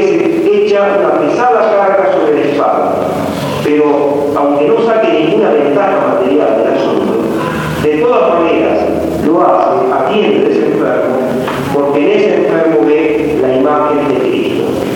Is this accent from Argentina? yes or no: yes; Argentina; Resulta que nosotros somos argentinos, estamos en 1986, tenemos la patria que tenemos